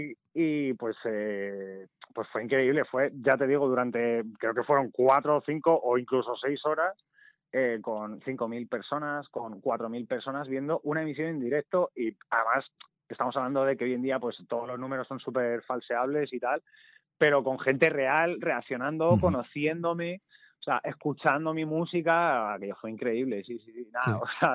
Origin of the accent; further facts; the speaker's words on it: Alcalá de Henares, Community of Madrid, Spain; y yo soy de Alcalá de Henares, sí